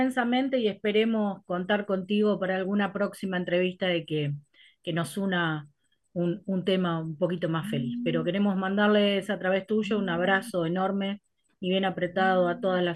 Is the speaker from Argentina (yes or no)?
no; Uruguay; es la realidad que nos toca como uruguayos, como uruguayas